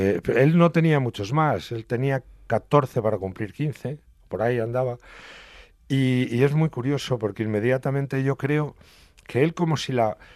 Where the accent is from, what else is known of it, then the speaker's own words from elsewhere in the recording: Bujalaro, Castilla-La Mancha, Spain; Primero hay una tierra que yo soy del común de la tierra de Atienza, soy de Bujalaro.